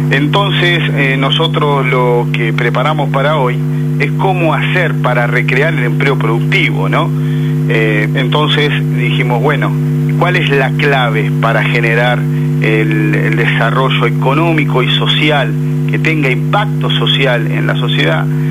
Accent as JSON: {"language": "Spanish", "country": "Argentina", "said": "te felicito y te agradezco como argentino, ¿no?"}